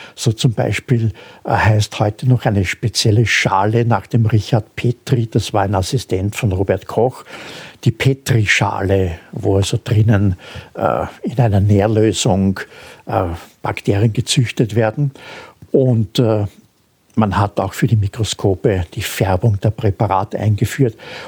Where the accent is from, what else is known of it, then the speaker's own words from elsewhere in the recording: Austria; man vergisst das oft und ich darf das als Österreicher sagen